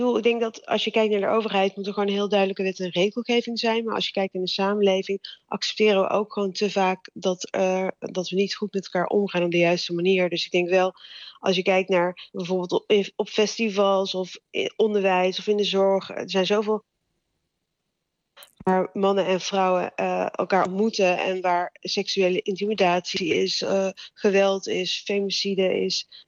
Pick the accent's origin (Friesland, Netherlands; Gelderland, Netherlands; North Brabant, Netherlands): North Brabant, Netherlands; Sprang-Capelle; een deel van mijn jeugd heb ik doorgebracht in Sprangepelles, een klein dorpje.